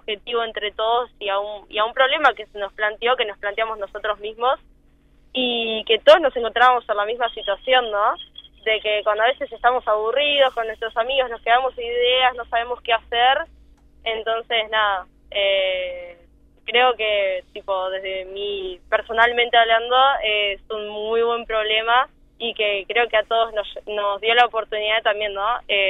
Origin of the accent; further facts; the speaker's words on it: Piriápolis, Maldonado, Uruguay; Sí, somos los 4 de Piriápolis.